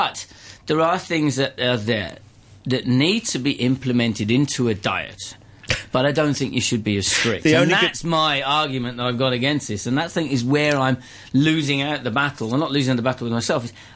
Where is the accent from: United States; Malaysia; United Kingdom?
United Kingdom; England; I was born and bred in England. I am English. My father was... his father is from Cyprus. He's Greek. Greek Cypriot.